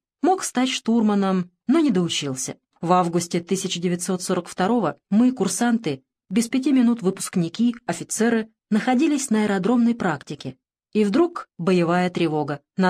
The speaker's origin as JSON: {"language": "Russian", "region": "Nizhny Novgorod Oblast", "country": "Russia", "tie": "born there", "said": "Родился я в Нижегородском крае, в крестьянской семье."}